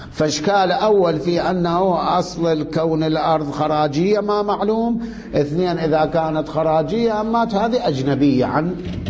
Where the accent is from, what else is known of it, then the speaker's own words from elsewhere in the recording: Iraq; شلون عندنا بالعراق عين التمر